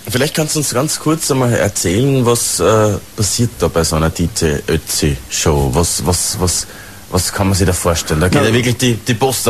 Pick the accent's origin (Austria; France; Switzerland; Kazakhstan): Austria; Natürlich kennt man als Österreicher und als in Europa aufgewachsener Kultureller natürlich mehr die Strandgegenden